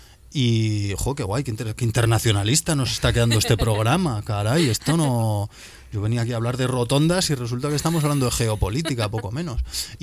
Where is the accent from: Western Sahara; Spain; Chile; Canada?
Spain; Granada, Andalusia; also born or lived in Galicia; pues yo de los 4 a los 12 fui granadino, a pesar de que soy gallego.